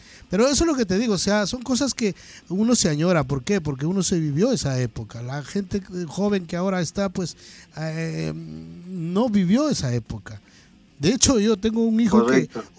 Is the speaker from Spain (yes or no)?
no; Ecuador; now in Chile; yo soy ecuatoriano, yo llevo por acá un porrón de años, así que, o sea, también vengo de un país muy pequeño